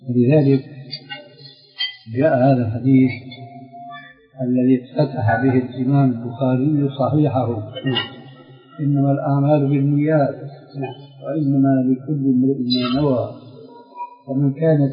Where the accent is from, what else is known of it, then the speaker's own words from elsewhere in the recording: Syria; ما بعرف هذا معروف عندكم عندنا في سوريا